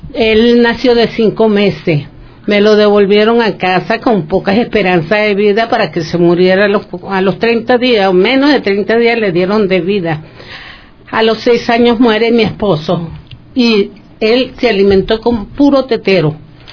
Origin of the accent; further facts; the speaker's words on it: Bogotá, Colombia; Venimos de Colombia, de Bogotá, pero íbamos a pasar por Perú